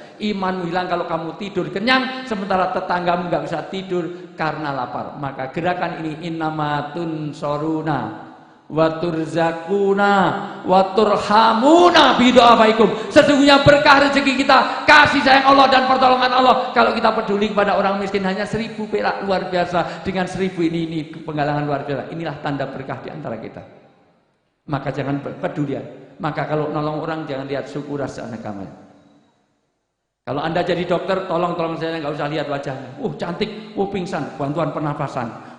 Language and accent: Indonesian; Java, Indonesia; saya orang Jawa, pantunnya Jawa saja.